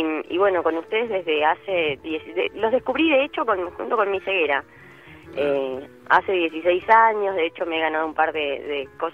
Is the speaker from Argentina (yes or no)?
yes; Carlos Tejedor, Buenos Aires Province, Argentina; yo estoy en el patio de casa, soy de Carlos Tejedor, el pueblo del Loco Gatti.